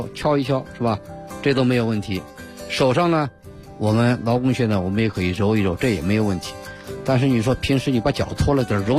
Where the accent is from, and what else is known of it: China